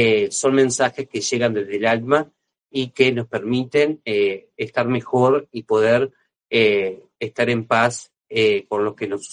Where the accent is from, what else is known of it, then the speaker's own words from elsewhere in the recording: Uruguay; soy de aquí de Uruguay